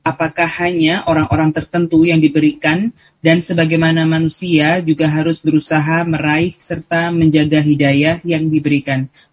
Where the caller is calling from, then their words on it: Jakarta, Indonesia; Yang terakhir Ustaz, saya dari Jakarta Pak Ustaz.